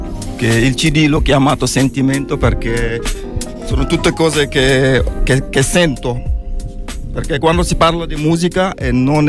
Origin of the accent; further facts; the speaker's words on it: Senegal; Sono del Senegal, sì.